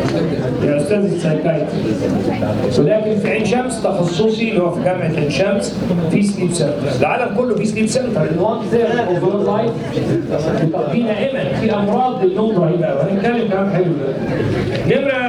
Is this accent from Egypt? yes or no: yes; Egypt; نفسي ادي الكلام ده المصريين اكتر لان في الاساس احنا مصريين